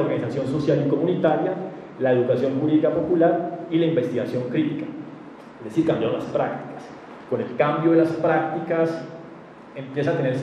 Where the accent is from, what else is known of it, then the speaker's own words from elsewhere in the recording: Colombia; O aquello que nos une como los colombianos sería la Carta Política del 91